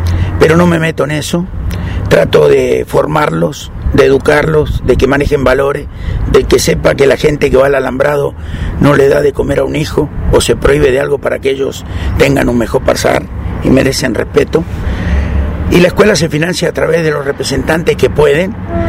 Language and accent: Spanish; Argentina; born there; Soy argentino de nacimiento